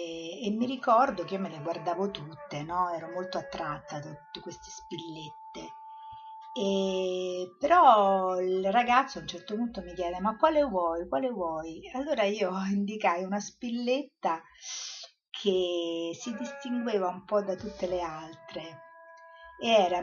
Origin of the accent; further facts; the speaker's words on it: Rome, Lazio, Italy; sono nata a Roma, ho vissuto prevalentemente a Roma